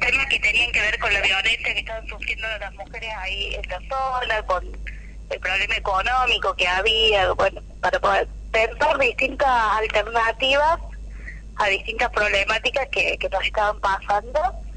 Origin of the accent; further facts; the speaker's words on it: Córdoba, Argentina; Somos de la zona sur de Córdoba. Sí, son muchos barrios chiquitos: Coronero Olmedo, San Lucas, El Quebracho y varios más. Somos mujeres de esos distintos barrios